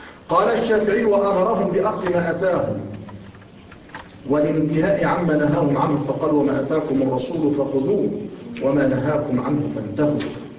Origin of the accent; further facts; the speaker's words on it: Egypt; هؤلاء الأولاد الفتوات عندنا في مصر أيضا